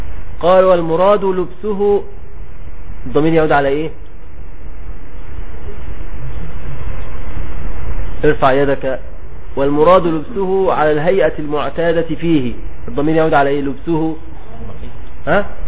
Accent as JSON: {"language": "Arabic", "country": "Egypt", "said": "بنسميه عندنا في مصر الجلابية."}